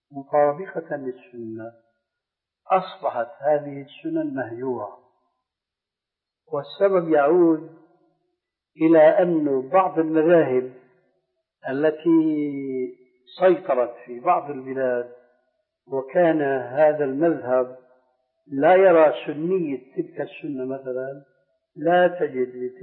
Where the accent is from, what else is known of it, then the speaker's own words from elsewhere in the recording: Damascus, Damascus Governorate, Syria; هناك عندنا في دمشق